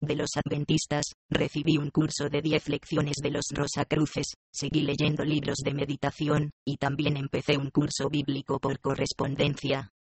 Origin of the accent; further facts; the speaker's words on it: Granada, Andalusia, Spain; Un verano, en Granada, mi tierra natal, buscando y buscando